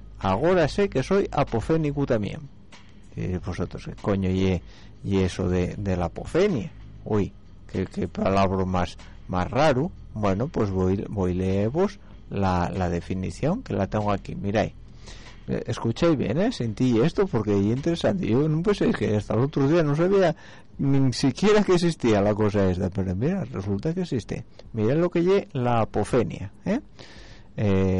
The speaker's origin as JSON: {"language": "Spanish", "country": "Spain", "said": "en este país, en España, yo soy español, coño, tengo un carnet glupón."}